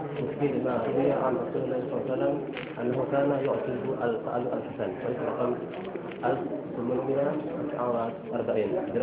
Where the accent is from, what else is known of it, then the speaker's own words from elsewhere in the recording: Sharqia Governorate, Egypt; الشرقية نعم